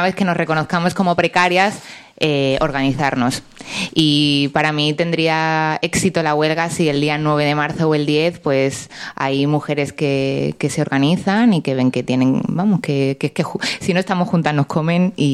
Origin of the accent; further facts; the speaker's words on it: Granada, Andalusia, Spain; la gente que no soy de Granada no la vais a conocer